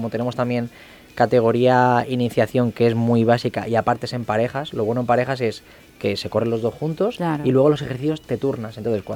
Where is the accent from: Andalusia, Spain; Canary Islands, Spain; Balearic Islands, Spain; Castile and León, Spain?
Balearic Islands, Spain; now in Elche, Spain; yo cuando vine aquí a Elche, que vengo de Mallorca, y mi padre nació aquí, he vuelto a las raíces